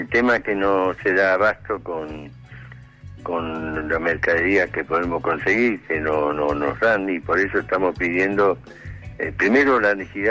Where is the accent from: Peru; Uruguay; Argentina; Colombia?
Argentina; Buenos Aires; Yo soy de la zona donde la Villa 20, de Lugano, de Soldati, Lugano, Bajo Flores.